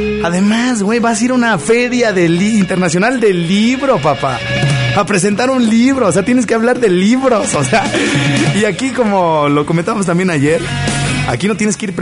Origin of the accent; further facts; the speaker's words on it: Mexico; como buenos mexicanos que somos